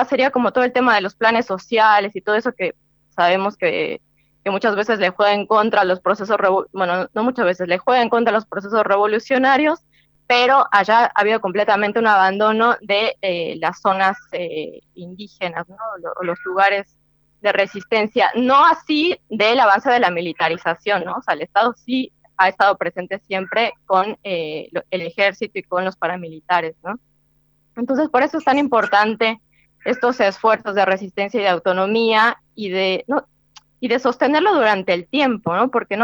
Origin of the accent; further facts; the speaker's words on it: Argentina; yo creo que desde países como la Argentina, ¿no?, que estamos tan lejos geográficamente, y donde también el Estado funciona distinto a otros estados, ¿no? El Estado acá, no sé, por la historia del peronismo